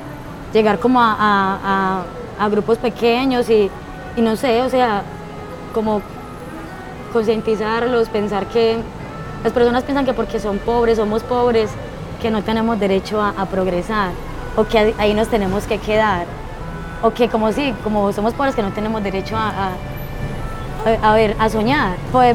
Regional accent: Antioquia, Colombia; also born or lived in Santander; yo soy paisantanderiana. No soy ni paisa, no soy santanderiana, yo estoy entre Santander y entre Antioquia. Entonces, yo soy paisa santandereana y porteña, ribereña.

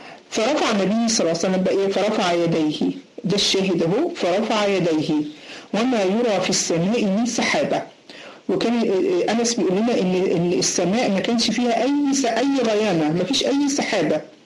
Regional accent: Egypt; زي ما بنقول علينا عندنا في مصر

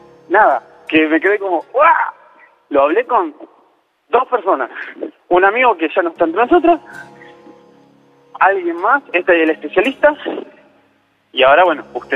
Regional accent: Caseros, Buenos Aires Province, Argentina; Soy de Caseros.

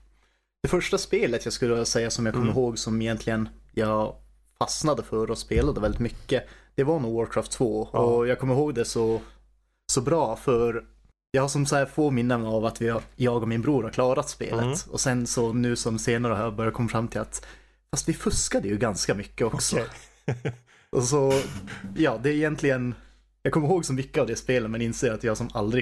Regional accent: Kiruna, Norrbotten County, Sweden; now in Umeå, Sweden; Ja, jag är från Kiruna. Mm. Så därifrån egentligen by i närheten.

